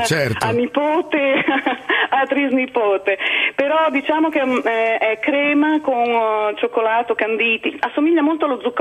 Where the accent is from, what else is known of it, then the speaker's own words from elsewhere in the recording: Liguria, Italy; io sono ligure e a Natale si mangia il capomagro e la sacrepantina